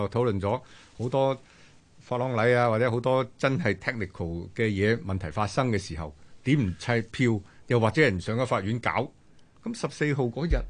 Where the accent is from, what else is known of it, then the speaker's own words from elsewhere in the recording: Guangdong, China; 紙鼻哥喎，我哋廣東人講係咪？